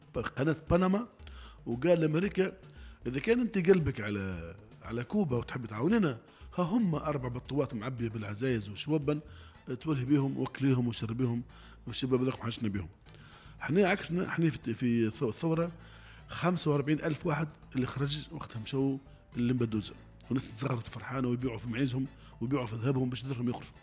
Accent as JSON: {"language": "Arabic", "country": "Tunisia", "said": "متخلينا احنا مواطنين تونسيين نعيشوا اعز عيشة في الدنيا"}